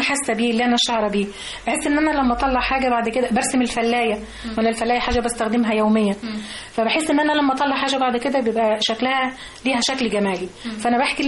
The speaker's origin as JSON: {"language": "Arabic", "region": "Upper Egypt", "country": "Egypt", "said": "يعني احنا عندنا في الصعيد مفيش ست متجوزه ما معهاش حجاب"}